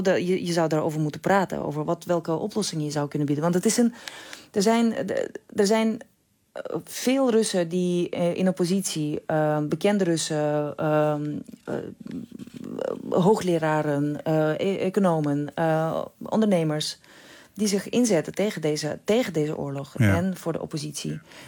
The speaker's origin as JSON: {"language": "Dutch", "country": "Russia", "second_language": "Dutch", "moved": "yes", "lives_now": "Netherlands", "said": "Ik heb persoonlijk nog geen moeilijkheden gehad. Al moet ik zeggen dat ik ik in Nederland al heel lang woon. En ik spreek de taal."}